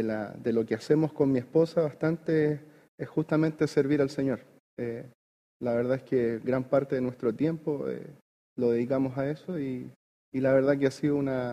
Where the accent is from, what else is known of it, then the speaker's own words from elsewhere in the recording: Santiago, Santiago Metropolitan Region, Chile; yo soy oriundo de Santiago, soy miembro de la Iglesia Pedro de Valdivia, del distrito Macula Reina